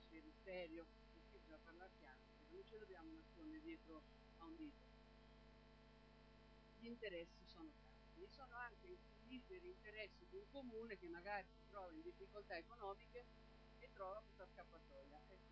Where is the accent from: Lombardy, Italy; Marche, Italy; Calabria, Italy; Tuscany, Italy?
Marche, Italy; Ancona; e sono di Ancona.